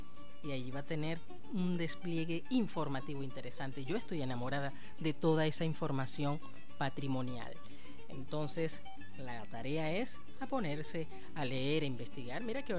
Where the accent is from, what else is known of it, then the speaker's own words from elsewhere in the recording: Barcelona, Anzoátegui, Venezuela; allá en mi tierra natal, Barcelona, estado Anzoátegui.